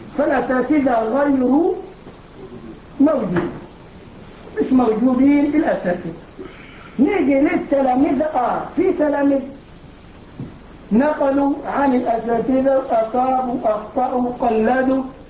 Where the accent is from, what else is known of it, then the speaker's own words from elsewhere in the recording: Egypt; الجماعه اللي بيعملوا الموالد عندنا في مصر للاولياء حاسبين التواريخ مظبوط